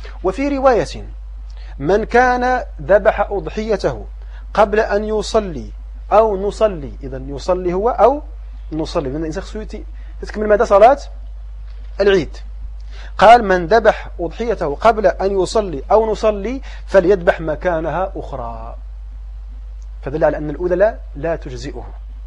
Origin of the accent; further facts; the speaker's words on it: Morocco; لكن عندنا في المغرب